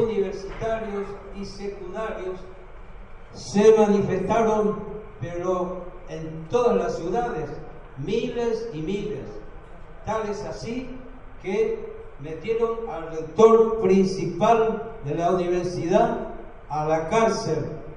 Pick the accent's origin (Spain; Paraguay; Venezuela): Paraguay; yo soy de Paraguay.